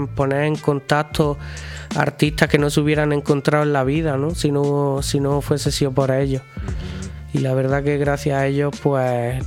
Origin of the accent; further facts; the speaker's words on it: Belicena, Andalusia, Spain; Yo soy de Belicena, que es un pueblo colindante con Santa Fe, de donde es el de Fe Fuente.